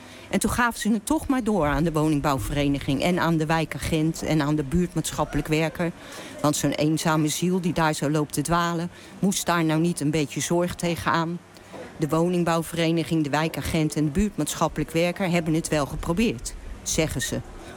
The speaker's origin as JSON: {"language": "Dutch", "region": "Utrecht", "country": "Netherlands", "tie": "born there", "moved": "as an adult", "lives_now": "Rotterdam, Netherlands", "said": "Ik ben geboren in Utrecht, op de Oude Gracht, boven het café van mijn oma. Pas op mijn 22e kwam ik naar Rotterdam en ging in het centrum wonen."}